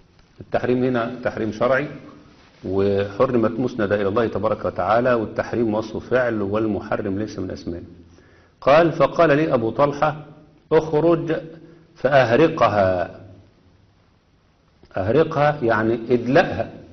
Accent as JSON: {"language": "Arabic", "country": "Egypt", "said": "لأن كلمة صعيد أصلا عندنا الصعيد في مصر، الصعيد في مصر ديت الطريق الصاعد اللي بيتوجه إلى الجنوب"}